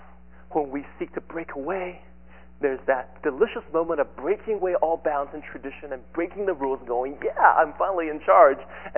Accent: Taiwan; When I was growing up in Taiwan in elementary schools, our crafts usually consist of, this is kind of a country bumpkin school.

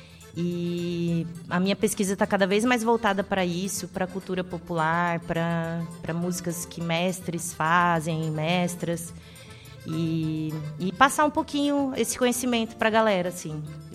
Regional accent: Mato Grosso do Sul, Brazil; eu vou para o Mato Grosso do Sul. Ficar um tempinho em reconexão com a minha terra mesmo, né, que é muito importante.

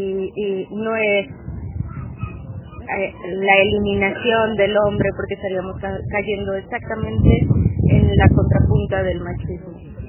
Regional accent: Oaxaca, Mexico; soy de Oaxaca, México, y vine en representación de la sociedad, de una parte de la población de oaxaqueños que vive en Estados Unidos.

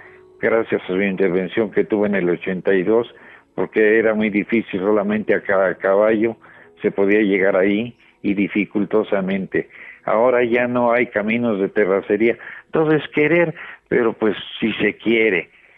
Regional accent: Mexico; le comunico que me siento honrado como mexicano

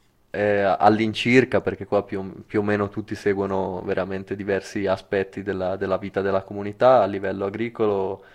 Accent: La Spezia, Liguria, Italy; Perché io sono spezzino, sono ligure, vengo dal mare e non da queste colline. Ma qua ci sono arrivato.

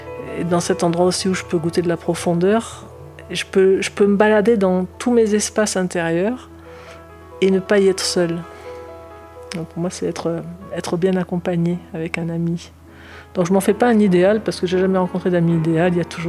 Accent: south of France, France; Je suis du Sud, avec un papa marseillais, une maman rémoise, mais qui avait une sacrée tchatche.

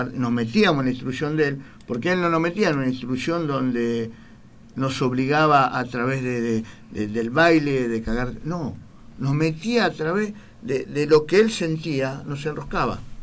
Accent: Argentina; como veterano de guerra, pero más que nada como argentino

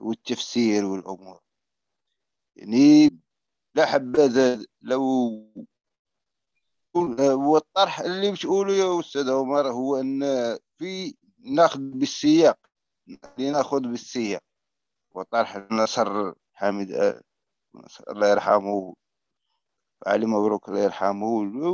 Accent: Morocco; الزواج عندنا كمغربي

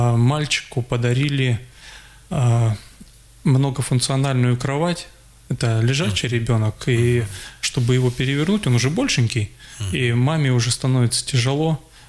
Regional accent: Siberia, Russia; Вот я думаю, что все-таки мы, сибиряки, русские люди, должны быть добрыми.

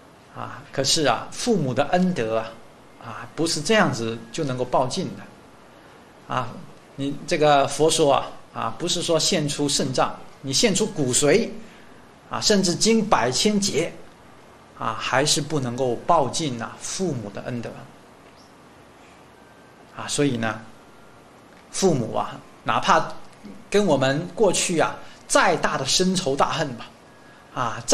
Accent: Guangzhou, Guangdong, China; 这是我自己我家乡哈、啊、广州市

